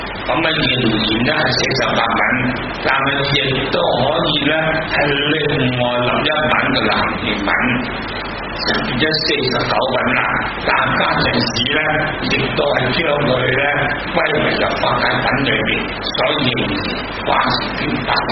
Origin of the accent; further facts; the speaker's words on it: Hong Kong; 如果唔系我哋香港人，都唔会好多人识得呢个印度文